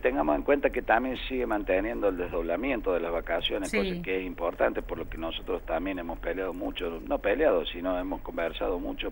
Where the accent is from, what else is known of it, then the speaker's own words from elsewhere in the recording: Córdoba, Argentina; Yo hablo porque soy cordobés